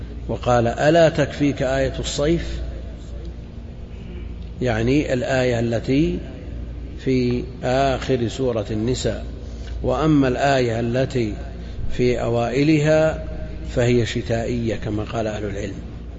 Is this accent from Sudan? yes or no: no; Najd, Saudi Arabia; هي ما هي معروفة عندنا في نجد لكن هي معروفة في الحجاز